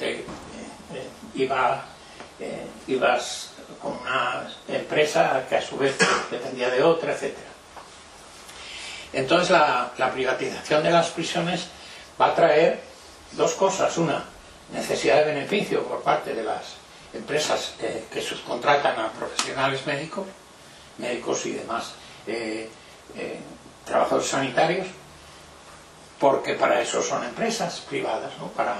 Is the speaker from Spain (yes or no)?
yes; Cuéllar, Castile and León, Spain; que es de cerca de mi pueblo, de Cuéllar